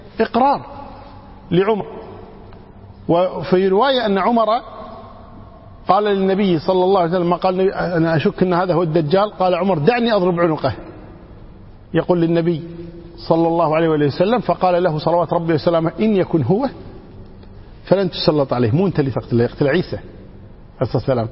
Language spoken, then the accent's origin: Arabic; Kuwait; إحنا عندنا مثل من الكويت يقول